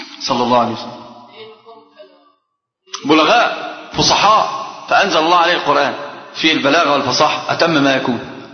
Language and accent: Arabic; Egypt; حتى عندنا في مصر كلام عجيب جدا من أمثلة العامة